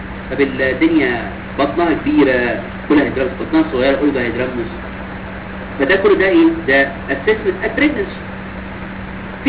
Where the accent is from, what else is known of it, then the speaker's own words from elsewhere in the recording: Egypt; احنا عندنا في مصر فينا سيستم سكريننج